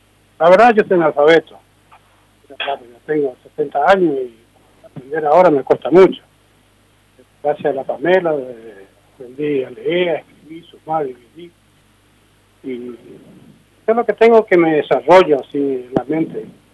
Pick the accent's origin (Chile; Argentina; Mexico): Argentina; Misiones; le digo yo, porque yo soy de Misiones, voy a Brasil. voy porque yo soy camionero.